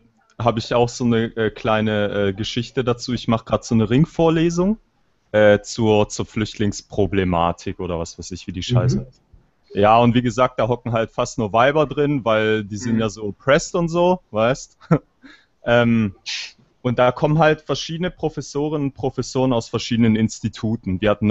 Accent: Albania; Ja, ich bin selber Albaner.

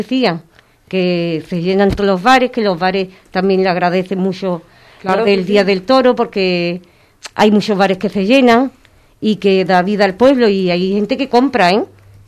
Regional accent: Andalusia, Spain; Soy andaluza, mi abuelo me enseñó a disfrutar de los toros y me encantan.

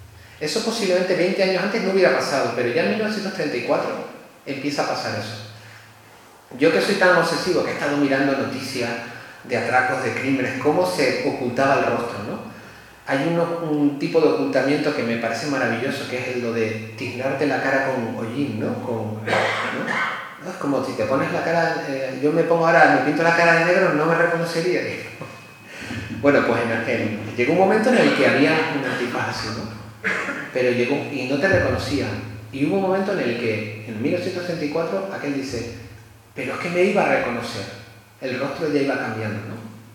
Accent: La Palma, Canary Islands, Spain; de donde yo soy de Canarias, bueno, de La Palma

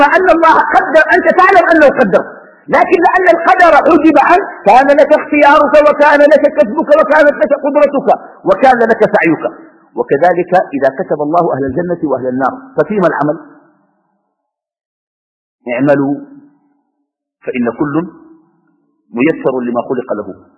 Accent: Sudan; now in Qatar; أني في قطر وأنا من السودان

